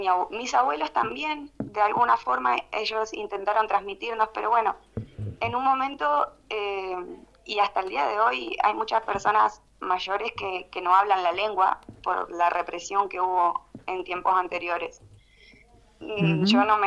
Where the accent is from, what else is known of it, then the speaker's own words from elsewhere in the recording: El Bolsón, Río Negro, Argentina; also born or lived in Trelew / Lago Puelo; Bueno, yo nací en Trelew, soy originaria de Trelew, pero desde muy chiquitos nos fuimos al Bolsón y al Lago Puelo. Así que me he criado entre Bolsón y Lago Puelo, que eso es parte de Chubut y Río Negro.